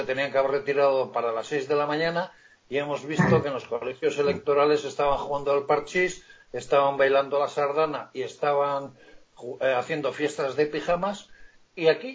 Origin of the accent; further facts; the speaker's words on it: Basque Country, Spain; yo como los oyentes ya se habrán dado cuenta por otros programas, yo soy vasco.